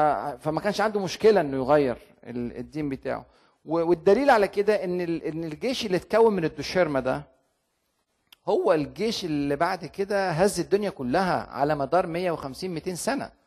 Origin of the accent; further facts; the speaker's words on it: Egypt; يعني عندنا في مصر مثلا تجنيد الزامي